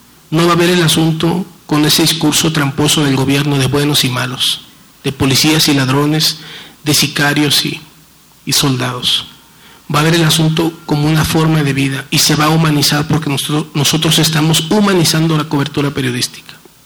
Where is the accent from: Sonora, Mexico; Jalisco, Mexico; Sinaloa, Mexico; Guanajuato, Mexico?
Sinaloa, Mexico; Culiacán; sobre todo de donde yo vengo, tenemos cerca de 100 años conviviendo con el asunto de las drogas en Culiacán.